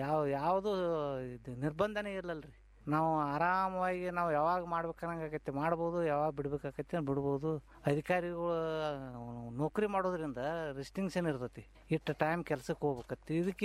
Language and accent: Kannada; Jamkhandi, Karnataka, India; ನಮ್ಮದು ಜಮಖಂಡಿ ತಾಲೂಕು ರೀ ಅದು, ತುಂಗಳ ಕಡೆ ಹಳ್ಳಿ.